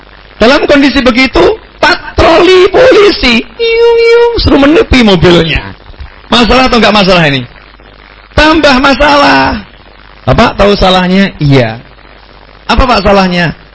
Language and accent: Indonesian; Solo, Central Java, Indonesia; Saya orang Solo ngomong tuh, Pak.